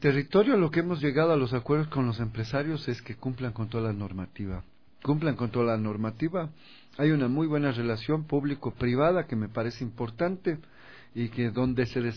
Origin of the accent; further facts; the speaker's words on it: Ecuador; creo que necesitamos como ecuatorianos, ecuatorianas, tener estos referentes positivos